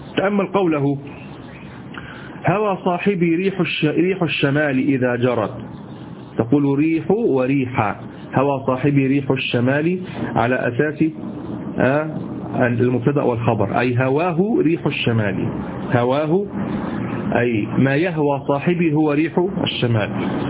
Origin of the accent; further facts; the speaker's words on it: Egypt; اليمام اللي احنا عندنا في مصر،